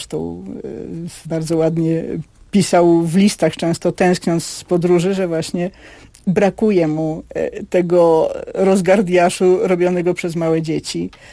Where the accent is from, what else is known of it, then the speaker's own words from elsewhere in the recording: Warsaw, Masovian Voivodeship, Poland; Na Kamionku, a ja jestem z Kamionka.